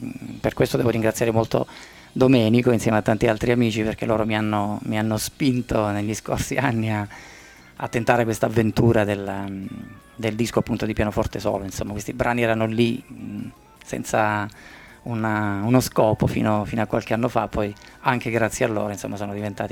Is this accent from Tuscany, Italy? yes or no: no; Basilicata, Italy; moved away; also born or lived in Calabria; io non sono calabrese, in realtà sono nativo della Basilicata, ma mi sento ormai un calabrese di adozione perché sono lì da tanti tanti anni